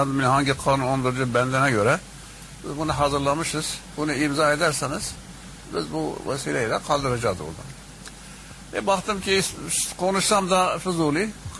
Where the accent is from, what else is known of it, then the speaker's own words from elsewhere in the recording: Şanlıurfa, Turkey; Urfalıyım deyince adeta böyle içini döker gibi kendisi bu meseleyi anlattı.